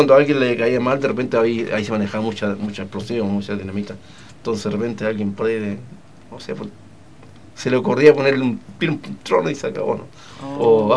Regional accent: Chile; born there; yo soy hijo de pampino, viejo, nací en La Pampa y contaban historia.

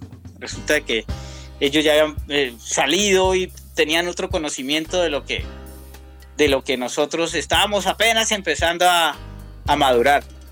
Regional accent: Cali, Valle del Cauca, Colombia; now in Bogotá, Colombia; Bueno, estos se separan y ya venimos los rastas de Cali, porque Fanor nos llama: no, es que aquí hay un movimiento, tenemos que armar esto. Y nos reunimos en este bar y comenzamos como a enseñar lo que era la cultura reggae a la ciudad de Bogotá.

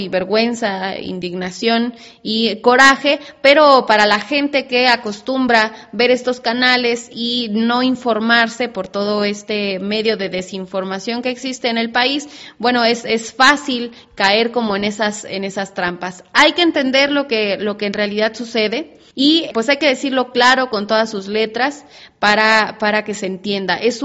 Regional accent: Mexico; de nuestra responsabilidad como mexicanos, como mexicanas

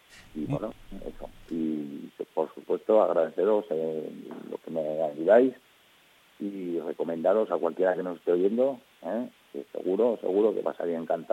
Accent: Villafranca de Córdoba, Andalusia, Spain; No, no puedo, claro, ¿cómo voy a hablar mal de mi pueblo?

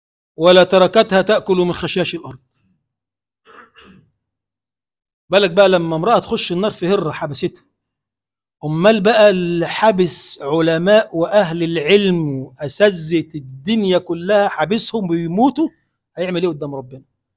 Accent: Egypt; اللهم اجعل بلدنا مصر بلدا آمنا مطمئنا سخاء رخاء

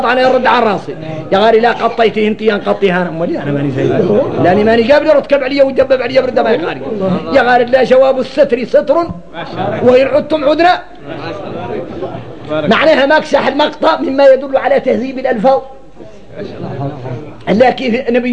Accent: Mauritania; احنا موريتاني غريبين

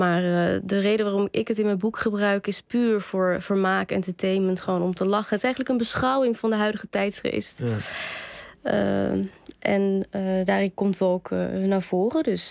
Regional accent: Kabul, Afghanistan; Ik kom uit Kabul, ja, uit Afghanistan.

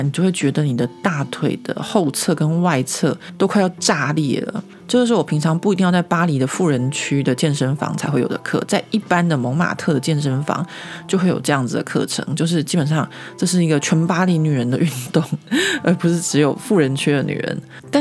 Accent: Taiwan; 我们台湾人可能会觉得很冷

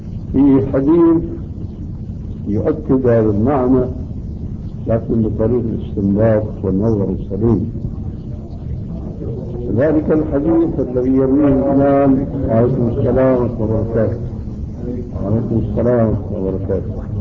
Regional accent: Syria; الصوت معروف ما يسمى بالكرباج عندنا في سوريا

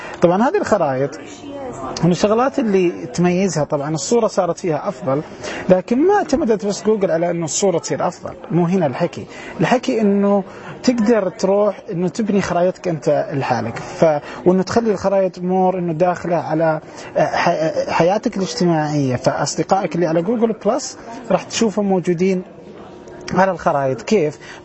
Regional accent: Saudi Arabia; في شغلات كثيره من هذه الأشياء مش موجودة عندنا في السعودية وفي الدول العربية

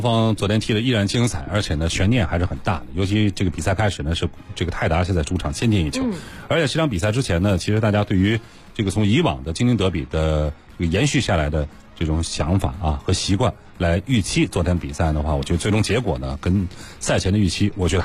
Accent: Tianjin, China; 都知道我是天津人

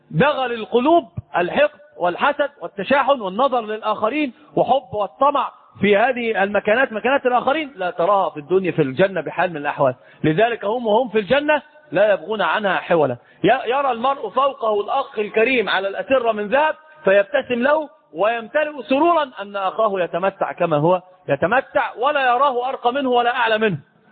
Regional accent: Egypt; أنت تراه عندنا في مصر الناس بتركب حمير

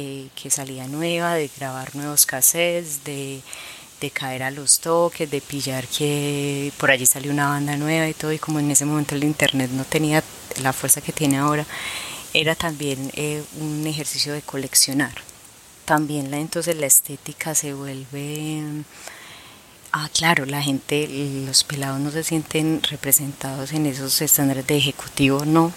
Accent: Medellín, Antioquia, Colombia; Uno eran los sicarios en los barrios pobres, yo soy de Castilla.

